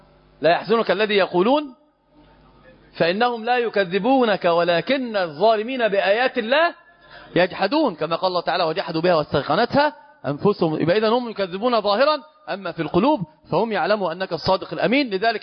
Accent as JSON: {"language": "Arabic", "country": "Egypt", "said": "هو ما زال طريح الفراش محنط عندنا في مصر"}